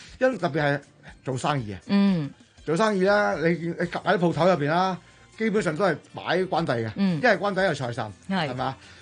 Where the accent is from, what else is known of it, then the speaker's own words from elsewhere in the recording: Dongguan, Guangdong, China; 東莞就是我是東莞人啦